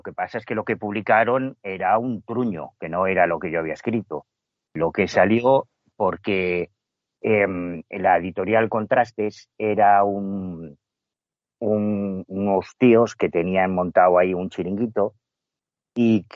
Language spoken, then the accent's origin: Spanish; Betanzos, Galicia, Spain; la librería de mi pueblo, de Betanzos, en La Coruña, donde yo compraba todos los libros de la colección